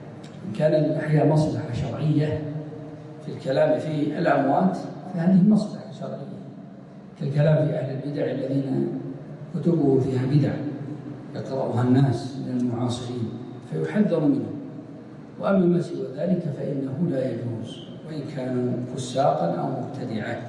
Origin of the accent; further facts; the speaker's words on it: Riyadh Province, Saudi Arabia; من قديمه موجود عندنا في نجد